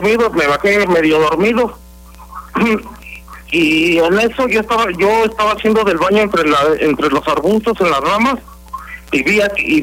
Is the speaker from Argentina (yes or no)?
no; San Miguel, Guanajuato, Mexico; now in Querétaro, Mexico; Yo te estoy hablando de Querétaro, pero soy de San Miguel.